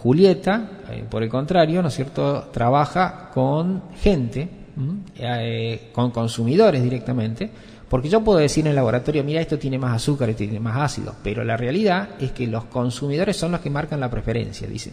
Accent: Córdoba, Argentina; yo soy cordobés. No se nota en la tonada porque yo la he perdido de tantos años. Junto con el pelo perdí la tonada.

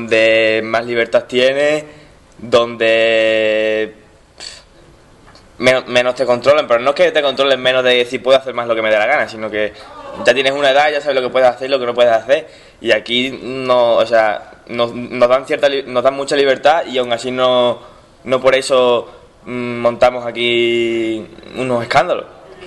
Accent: Mérida, Extremadura, Spain; Soy de Mérida.

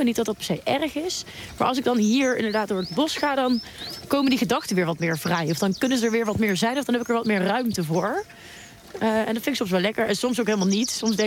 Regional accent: Groesbeek, Gelderland, Netherlands; Nou, ik ben sowieso opgegroeid in Groesbeek, dat ligt naast Nijmegen.

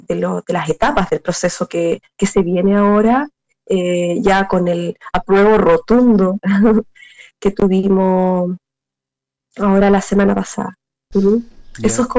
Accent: Chile; Nosotros como chilenos no hemos tenido esa posibilidad durante mucho tiempo.

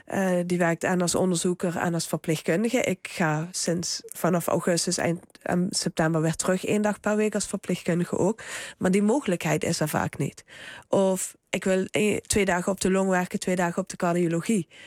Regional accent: Limburg, Netherlands; want ik kwam uit Zuid-Limburg.

